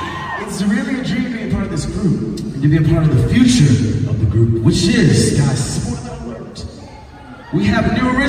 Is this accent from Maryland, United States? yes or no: yes; Maryland, United States; Okay, so for those of you who don't know, I actually grew up in Maryland. So this is my hometown show. Every Thanksgiving was like 5 minutes away from here.